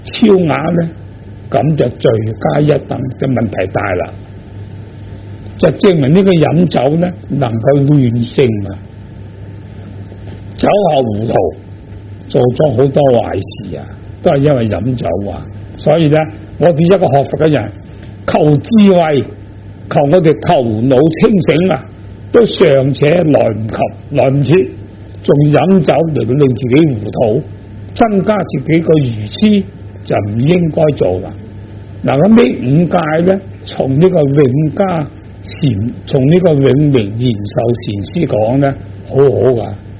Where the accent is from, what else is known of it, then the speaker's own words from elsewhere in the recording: China; 我们中国人